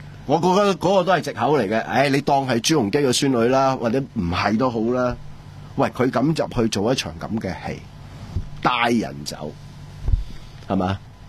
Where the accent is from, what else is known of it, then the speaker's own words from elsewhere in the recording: Hong Kong; 我哋香港人